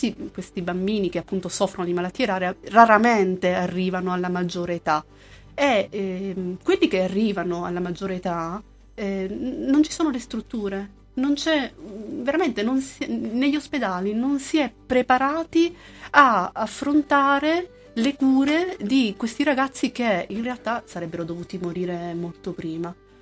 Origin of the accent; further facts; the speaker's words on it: Calabria, Italy; io sono calabrese